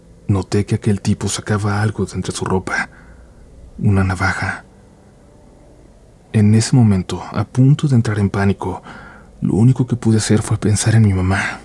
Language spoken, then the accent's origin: Spanish; Honduras; soy de Honduras. Acá el Día de las Madres se celebra el segundo domingo de mayo